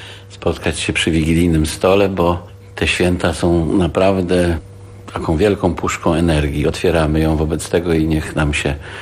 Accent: Gdańsk, Pomeranian Voivodeship, Poland; Ja jestem gdańszczaninem ze Starówki. Co prawda rodzice przyjechali z daleka, bo tata z Wileńszczyzny, a mama z Podlasia.

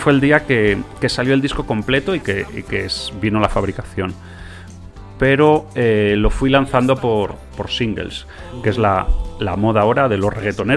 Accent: Valladolid, Castile and León, Spain; now in Madrid, Spain; que yo soy de Valladolid y he vivido allí muchos años, aunque ya estoy aquí en Madrid hace un montón también.

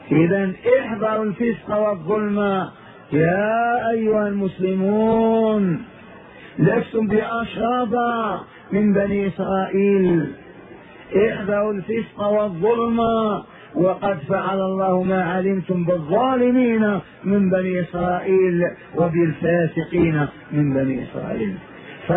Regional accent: Hejaz, Saudi Arabia; قبيلة حرب عندنا في الحجاز

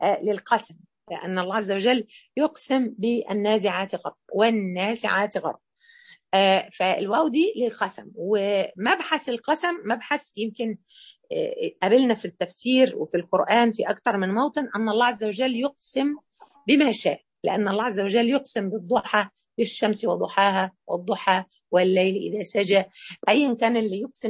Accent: Egypt; أشهر يمين عندنا إحنا كمصريين والنبي،

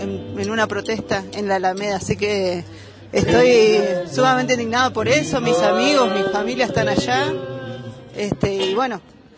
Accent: Bariloche, Río Negro, Argentina; soy de acá, de Bariloche.

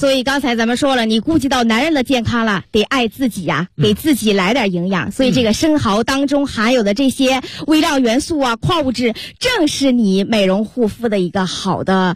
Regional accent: Dalian, Liaoning, China; 用我们大连人话讲，就是鲜鲜。

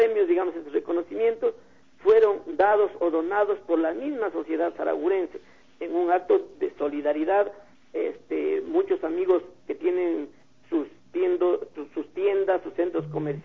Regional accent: Saraguro, Loja, Ecuador; now in Cuenca, Ecuador; como yo soy de Saraguro y vivo en Cuenca

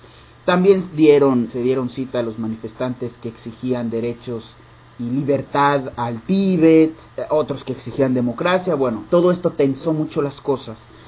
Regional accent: Mexico; como buen mexicano diríamos, me acerqué ahí a hacer bola

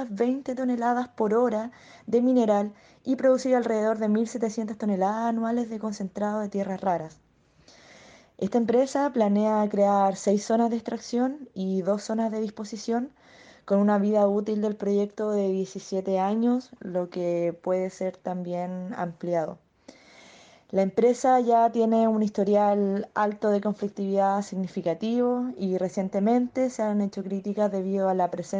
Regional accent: Penco, Biobío, Chile; soy pobladora de Penco. Nací y criada en Penco

